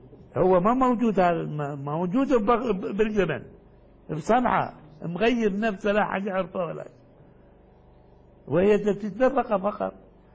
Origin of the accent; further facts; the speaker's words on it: Iraq; لكن جرى الاستعمال عندنا في العراق، ما ادري هنا موجود ام لا